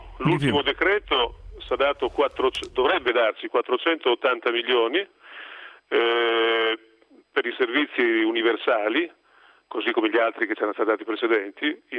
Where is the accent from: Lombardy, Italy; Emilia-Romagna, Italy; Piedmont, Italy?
Emilia-Romagna, Italy; Rimini; io sono anch'io dell'Adriatica, vengo da Rimini.